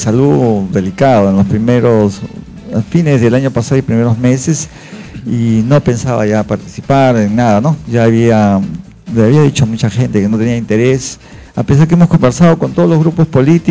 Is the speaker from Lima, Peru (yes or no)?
no; Bellavista, Callao, Peru; Yo nací en Bellavista, yo soy chalaco de nacimiento, siempre he estado en el Callao, he vivido en Ventanilla, claro. He estudiado en el colegio Nuestra Señora de Belén de Ventanilla, de la calle 11.